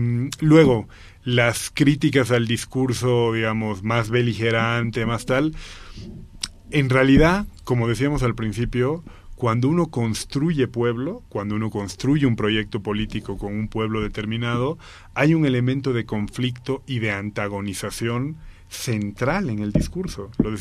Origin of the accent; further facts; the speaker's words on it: La Paz, Bolivia; yo, siendo paceño, yo ahora mismo no sabría decirte qué es lo popular en Santa Cruz